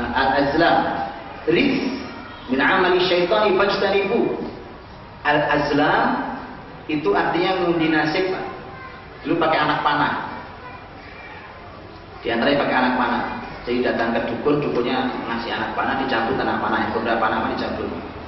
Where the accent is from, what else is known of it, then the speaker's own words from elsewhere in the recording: East Java, Indonesia; saya ajak ke kota saya di Jawa Timur.